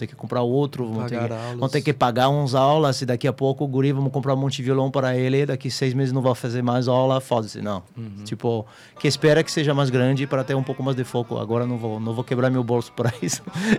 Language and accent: Portuguese; France; Portuguese is a second language; eu cresci na França dos anos, final dos anos 80, começo nos anos 90, né